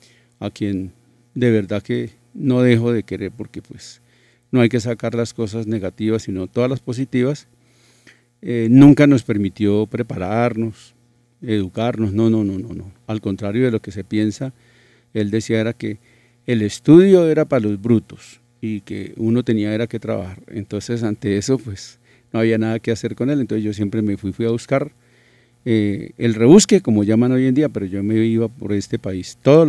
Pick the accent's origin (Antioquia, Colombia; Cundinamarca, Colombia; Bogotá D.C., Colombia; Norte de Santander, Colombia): Cundinamarca, Colombia; Mesitas del Colegio; No, yo soy de Mesitas del colegio, pero adoro a Bogotá.